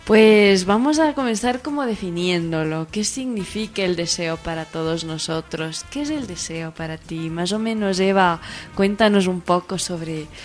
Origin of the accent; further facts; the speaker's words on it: Tarragona, Catalonia, Spain; Venimos de Farragona, venimos de España.